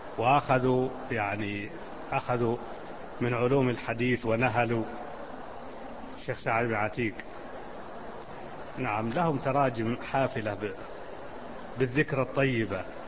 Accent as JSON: {"language": "Arabic", "region": "Najd", "country": "Saudi Arabia", "said": "فيقولون هذا طويق، جبل عندنا في نجد"}